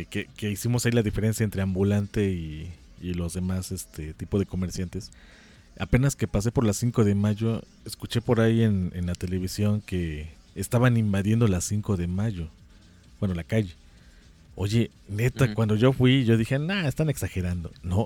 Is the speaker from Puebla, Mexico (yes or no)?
yes; San Gregorio Zacapexpan, Puebla, Mexico; No, en serio, soy de San Gregorio Zacapexpan, que está allá rumbo al Popocatépetl.